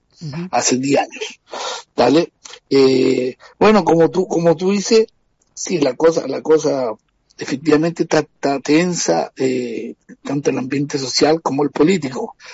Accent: Chile; now in Brazil; Yo soy de Chile y sí. Vivo aquí en Brasil hace 17 años.

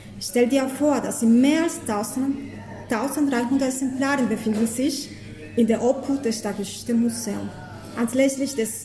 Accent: Colombia; German is a second language; now in Germany; vengo de Colombia. Ich komme aus Kolumbien

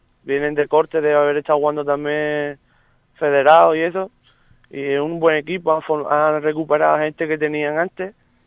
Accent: Montecorto, Andalusia, Spain; algunos componentes que somos de Montecorto.

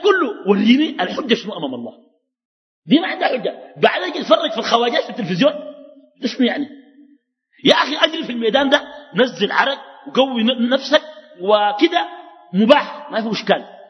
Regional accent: Khartoum, Sudan; also born or lived in Halfa; وانا قمت تحولت من الخرطوم مشيت حلفه وانا في اولى متوسطه

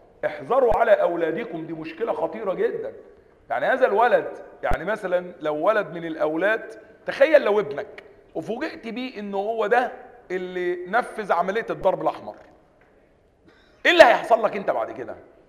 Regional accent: Upper Egypt, Egypt; واحنا عندنا في الصعيد، لو واحد قتل واحد واتسجن ولا حاجة

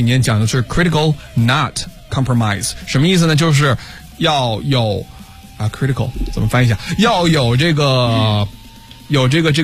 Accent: China

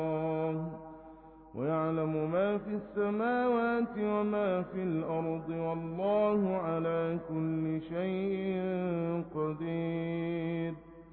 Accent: Egypt; بلدنا مصر

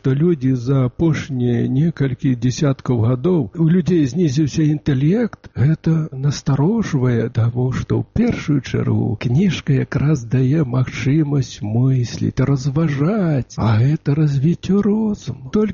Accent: Ukraine; Belarusian is a second language; Тут уже вызначалі, што я з Украіны, а мені так спадабалася мова. Я разумею, што ў мяне можа быць діалект.

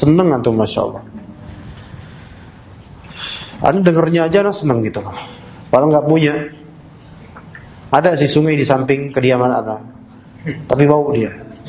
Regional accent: Jakarta, Indonesia; Ana sejak kecil di Jakarta kan, lahir di sini.

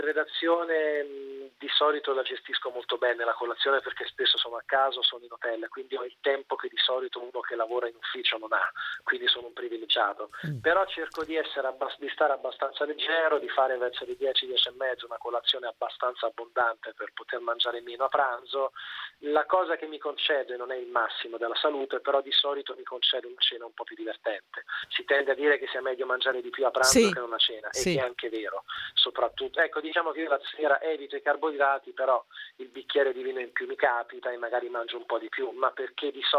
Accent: Tuscany, Italy; Io non amavo granché la carne, anche se sono toscano

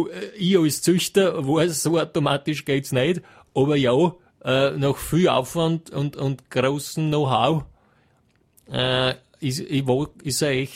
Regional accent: Hieflau, Styria, Austria; in Hieflau, das werden Sie jetzt nicht kennen, aber in der Steiermark, aus einem kleinen Ort, Hieflau, Gesäuse, wird Ihnen nichts sagen. Ja. Ne? Aber aus der Steiermark, also dort, wo ich herkomme

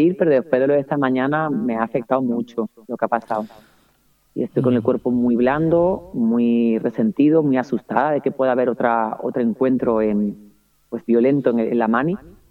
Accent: Andalusia, Spain; si yo estoy como mujer andaluza, que al lado de una vasca o una catalana no soy igual

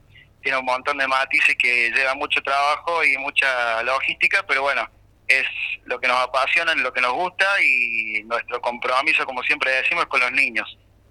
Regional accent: Villa Allende, Córdoba, Argentina; Nuestra intención, como somos de acá de Villa Allende

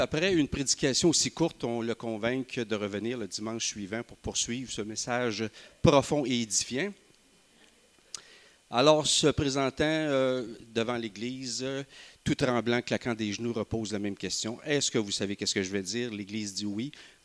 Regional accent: Magog, Quebec, Canada; Donc, je suis avec mon épouse Émilie, nous sommes de Magog

